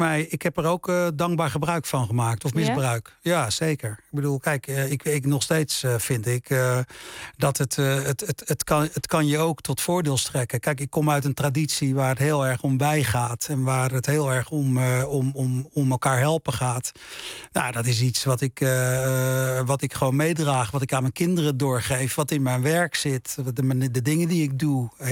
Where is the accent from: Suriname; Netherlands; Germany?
Suriname; Dat het feit dat ik uit Suriname kom. Dat ik uit een niet-Surinaamse familie kom.